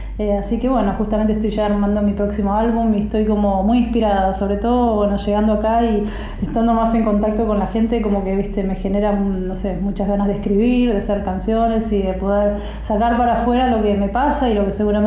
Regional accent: Argentina; Yo veo como cada país tiene sus problemitas, y bueno, nosotros como argentinos tenemos los nuestros.

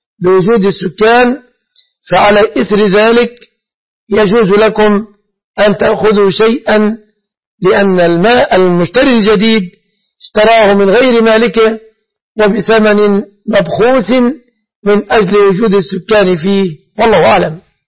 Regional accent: Egypt; فلا أعلم في بلادنا مصر بنكا إسلاميا

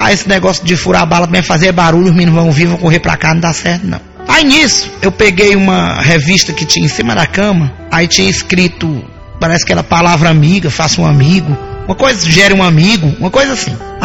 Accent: Bahia, Brazil; minha filha, eu sou baiana do Brasil.

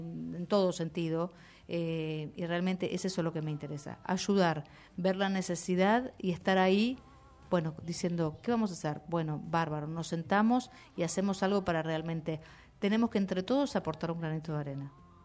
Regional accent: Lanús, Buenos Aires Province, Argentina; Hoy en día soy de Lanús, vivo en un barrio

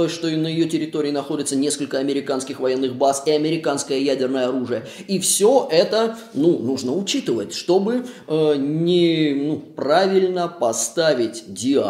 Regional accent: Saint Petersburg, Russia; потому что я из Петербурга

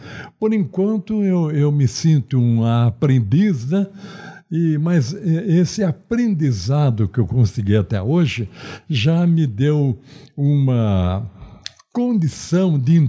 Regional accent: Taubaté, São Paulo, Brazil; born there; Sim, nasci em Taubaté.

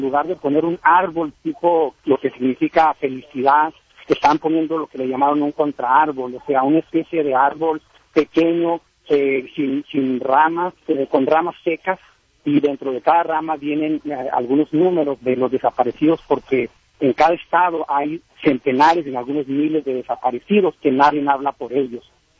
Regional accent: Mexico; now in Washington, United States; Y nosotros, aquí como mexicanos, estamos

